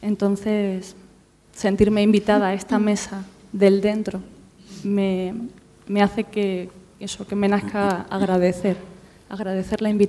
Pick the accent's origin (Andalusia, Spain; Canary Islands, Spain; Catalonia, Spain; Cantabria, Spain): Andalusia, Spain; Seville; now in Salamanca, Spain; Vengo desde Salamanca, pero soy de Sevilla.